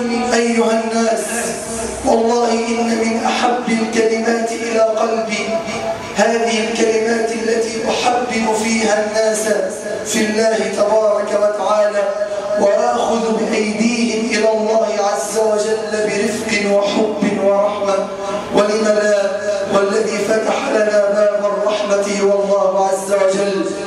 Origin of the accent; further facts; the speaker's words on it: Egypt; اللهم ارفع عن بلدنا مصر الغلاء